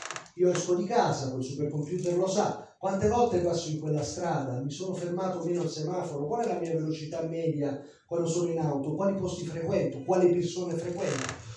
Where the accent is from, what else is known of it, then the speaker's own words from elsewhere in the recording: Naples, Campania, Italy; now in Bologna, Italy; io sono napoletano, anche se vivo a Bologna, quindi quando sono andato a Napoli per me è una questione personale.